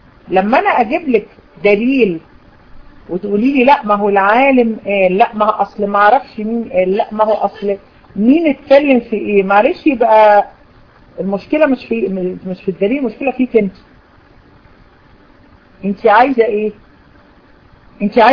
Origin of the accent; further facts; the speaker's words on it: Egypt; عندنا في مصر